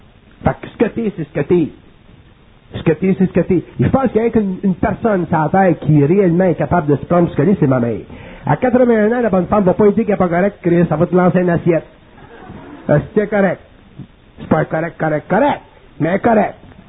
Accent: Quebec, Canada; Puis on est des Québécois

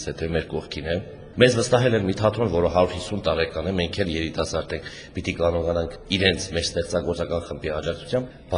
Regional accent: Gyumri, Shirak, Armenia; ես գյումրեցի եմ

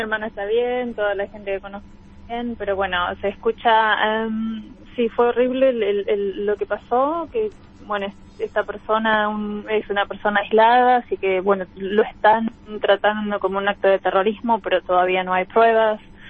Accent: Argentina; also born or lived in Spain; now in England, United Kingdom; yo me fui de Argentina y llego a España. ¿Y qué pasó? Ah, bueno, después llego acá a Inglaterra

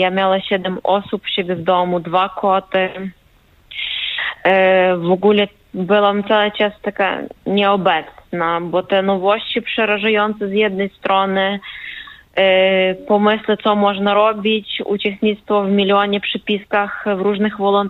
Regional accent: Ukraine; Polish is a second language; now in Wrocław, Poland; bo ja obecnie jestem we Wrocławiu, z Ukrainy.

